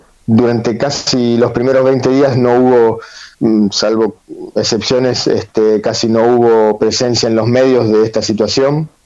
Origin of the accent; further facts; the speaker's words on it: Argentina; Es algo que nosotros también como argentinos no debemos dejar pasar